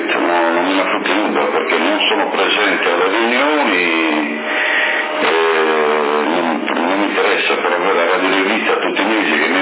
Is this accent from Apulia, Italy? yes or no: no; Sassari, Sardinia, Italy; Io sono di Sassari e appartengo alla sezione di Sassari